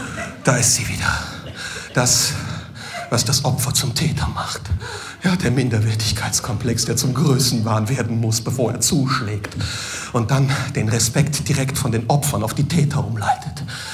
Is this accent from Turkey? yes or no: yes; Turkey; Ja klar, ich bin Türke.